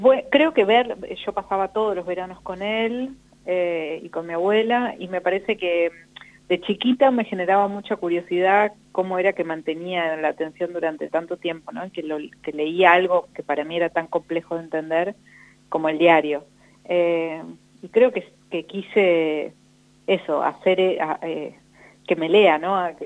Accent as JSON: {"language": "Spanish", "town": "Centenario", "region": "Neuquén", "country": "Argentina", "tie": "born there", "said": "nací en Centenario, que es un pueblito que está al lado de Neuquén, sí. Ahí muy cerca."}